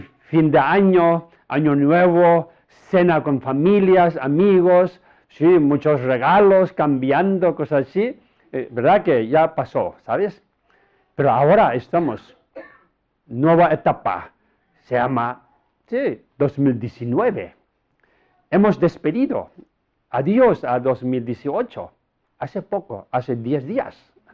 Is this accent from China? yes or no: yes; Tibet, China; Spanish is a second language; now in Spain; Pero yo soy de Oriente, ¿sabes? De lejos de aquí, Tíbet, techo del mundo, Tíbet.